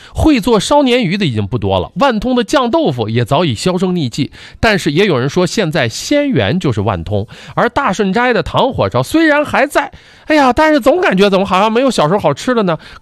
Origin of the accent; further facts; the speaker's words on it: Jimo, Shandong, China; 我说我家乡啊，青岛即墨